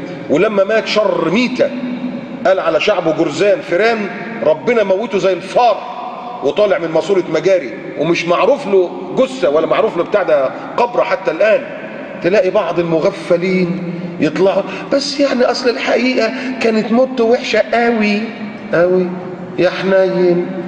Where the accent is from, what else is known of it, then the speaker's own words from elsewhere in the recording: Egypt; مهما كان عندنا في مصر